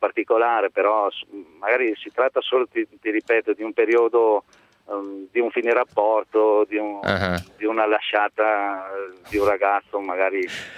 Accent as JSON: {"language": "Italian", "town": "Vicenza", "region": "Veneto", "country": "Italy", "said": "Di Vicenza."}